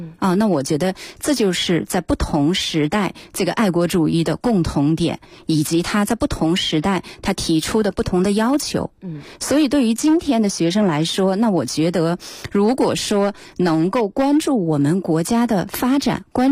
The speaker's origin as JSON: {"language": "Chinese", "country": "China", "said": "都会觉得我是中国人，我为此而自豪，我为此而骄傲。"}